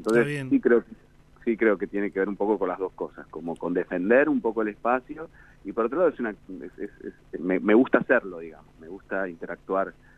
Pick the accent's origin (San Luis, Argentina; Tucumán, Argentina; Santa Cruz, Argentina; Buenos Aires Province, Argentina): Buenos Aires Province, Argentina; Carmen de Patagones; la tragedia de Carmen de Patagones, justamente, la tragedia escolar que ocurrió en el 2004, bueno, en el lugar, la ciudad de donde soy oriundo